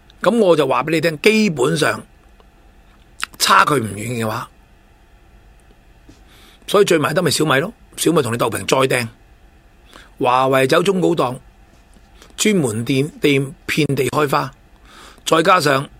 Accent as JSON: {"language": "Cantonese", "country": "China", "said": "即系我哋中国人叫咩啊？"}